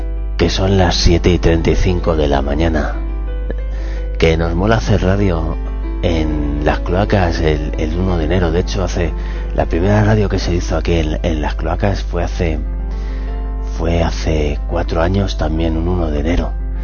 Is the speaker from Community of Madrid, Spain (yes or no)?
yes; Madrid, Community of Madrid, Spain; nosotros somos del barrio de la Conce en Madrid.